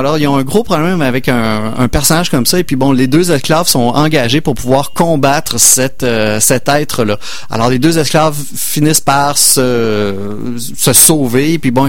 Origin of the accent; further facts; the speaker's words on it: Quebec, Canada; En tant que Québécois, on vit quand même dans une Amérique là